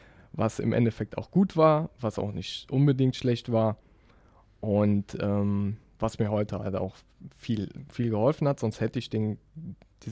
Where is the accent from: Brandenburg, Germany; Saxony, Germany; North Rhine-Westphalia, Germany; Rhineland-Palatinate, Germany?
Rhineland-Palatinate, Germany; now in Hamburg, Germany; Nee, wie man vielleicht an meinem wunderbaren Dialekt hört. Ich komme aus der Eifel. Ganz tief ohne Wald. Nee, ist unter Köln.